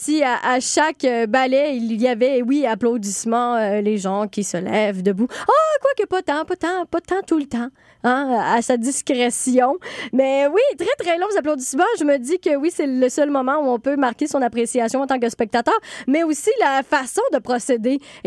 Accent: Montreal, Quebec, Canada; que l'on doit, en tant que Montréalais, ben oui

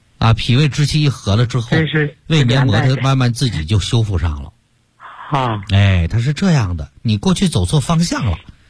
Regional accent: Yanbian, Jilin, China; 像我们延边人比较爱吃牛肉了

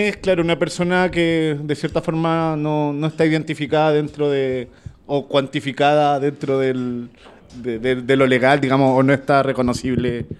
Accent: Chile; soy chileno, 37 años, casado, felizmente.

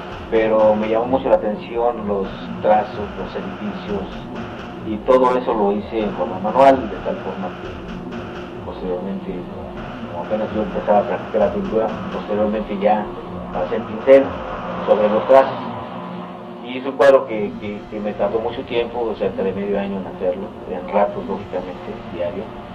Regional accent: Tepeji del Río, Hidalgo, Mexico; soy originario de Tepeji del Río, Estado Hidalgo.

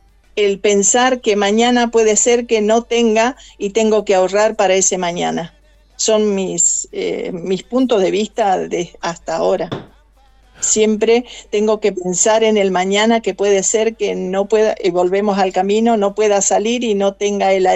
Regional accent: El Colorado, Formosa, Argentina; Yo nací en el Colorado Formosa. Ajá. A 400 kilómetros.

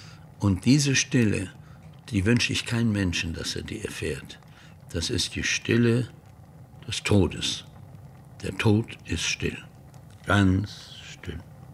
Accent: Malbork, Pomeranian Voivodeship, Poland; das ist meine Heimat, Marienburg, ist weg. Und dann war ich richtig traurig, wo ich sehe, die alte, schöne Marienburg.

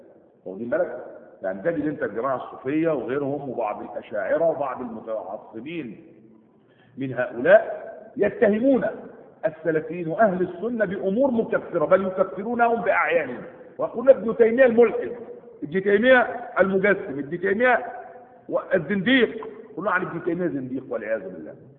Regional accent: Egypt; هنا في بلادنا مصر

